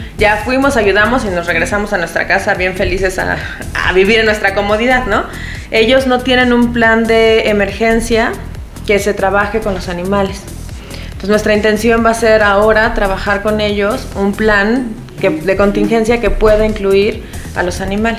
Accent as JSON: {"language": "Spanish", "country": "Mexico", "said": "salimos de México. Íbamos tres médicos veterinarios de México"}